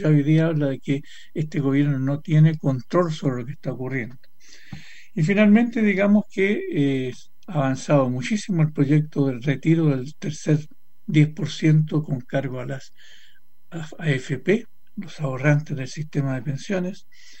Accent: Chile; la pregunta que nosotros como chilenos debemos hacernos

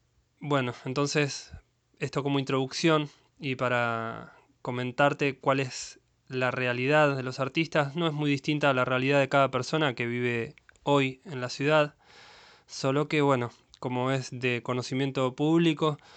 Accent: Mar del Plata, Buenos Aires Province, Argentina; soy músico de Mar del Plata.

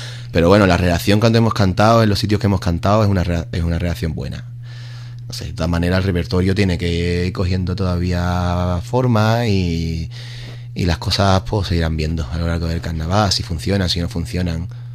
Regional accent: Ubrique, Andalusia, Spain; now in Bristol, United Kingdom; En Bristol somos 7 tíos de Ubrique.

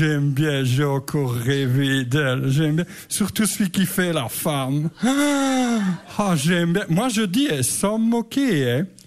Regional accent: Verviers, Wallonia, Belgium; moi je suis de Bénezet, mais je suis originaire comme eux, de la région Verviers-Étoile.

